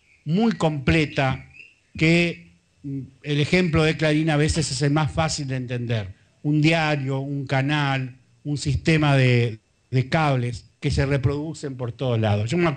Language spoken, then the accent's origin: Spanish; Rosario, Santa Fe, Argentina; born there; yo nací en Rosario